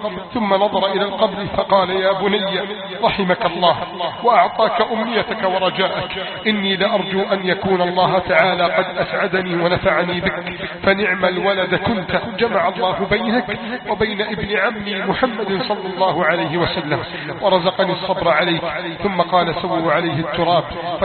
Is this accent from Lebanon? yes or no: no; Egypt; اللهم احفظ بلدنا مصر من كيد الكائدين